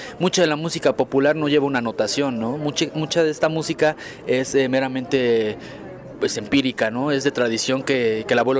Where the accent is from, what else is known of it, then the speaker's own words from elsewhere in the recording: Mexico; yo crecí en el barrio, ¿no? Yo soy allá de la San Felipe de Jesús.